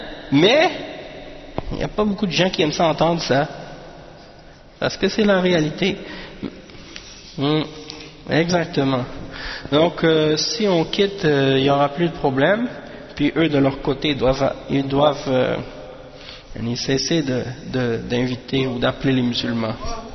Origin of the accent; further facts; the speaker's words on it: Montreal, Quebec, Canada; born there; je suis né à Montréal, je ne connais même pas ces choses-là.